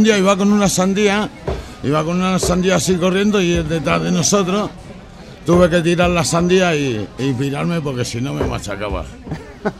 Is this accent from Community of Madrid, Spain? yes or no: yes; Madrid, Community of Madrid, Spain; me dicen, ¿tú eres de Madrid? Y digo, no, compadre, yo soy de Vallecas.